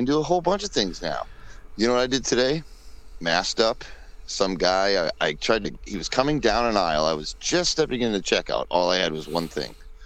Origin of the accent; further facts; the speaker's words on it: Massachusetts, United States; well, I'm from Mass, guys, and then I get all the space I need.